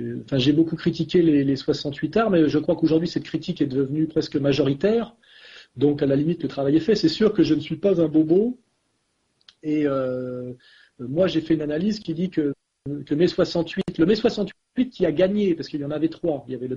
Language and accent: French; France; je suis quand même un Français qui tend la main, mais en tant que Français